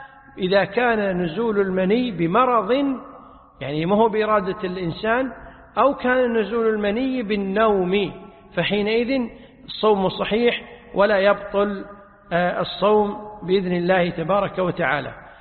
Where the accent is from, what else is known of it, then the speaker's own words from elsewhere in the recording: Kuwait; هذه عادة معروفة عندنا في الكويت